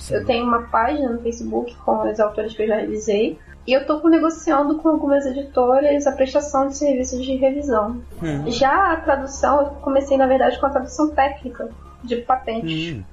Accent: Rio de Janeiro, Brazil; sou do Rio, como ele falou.

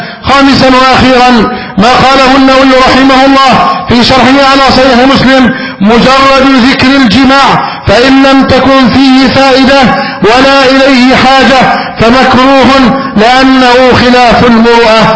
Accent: Egypt; اللهم احفظ بلدنا مصر أمنا أمانا

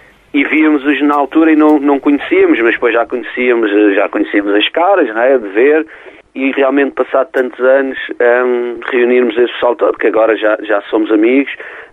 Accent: Alcântara, Lisbon, Portugal; porque somos de Alcântara e íamos uhum. a pé para o Johnny Guitar, e passávamos lá sempre, tínhamos, era 16 aninhos na altura.

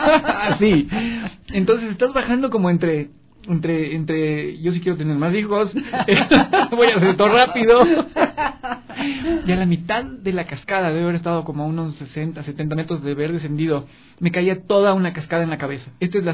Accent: Ecuador; nos tiene que empoderar para repensarnos como ecuatorianos

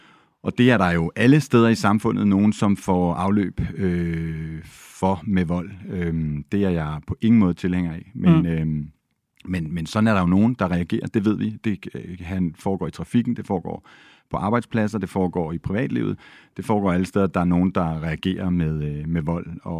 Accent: Copenhagen, Capital Region of Denmark, Denmark; fordi jeg er københavner, københavnerdreng

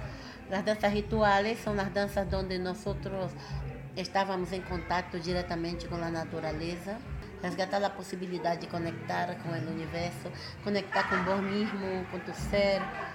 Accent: Salvador, Bahia, Brazil; now in Altagracia, Argentina; Yo vengo de Salvador de Bahía.

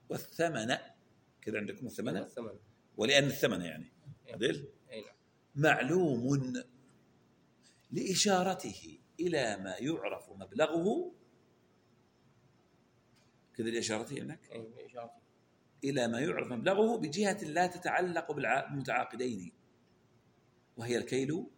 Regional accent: Saudi Arabia; عندنا في السعودية رولة يلفون عليه القماش

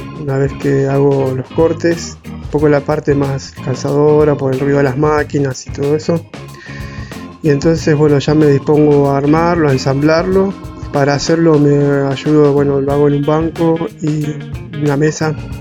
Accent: Ingeniero Jacobacci, Río Negro, Argentina; born there; now in Bariloche, Argentina; soy nacido en Ingeniero Jacobacci y hace años que vivo acá en Bariloche.

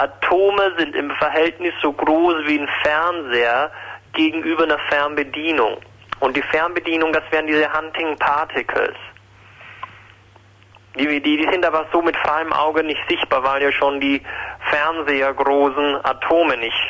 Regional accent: Krefeld, North Rhine-Westphalia, Germany; moved away as an adult; now in Vienna, Austria; Ja, ich komme aus Krefeld, wie ich schon sagte

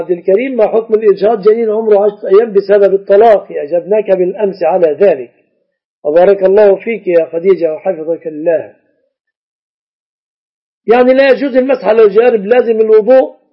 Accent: Egypt; وأنت مذهبت بمذهبك الحنبلي وجئت إلى بلادنا مصر، لما تلزمني بمذهبك الحنبلي؟

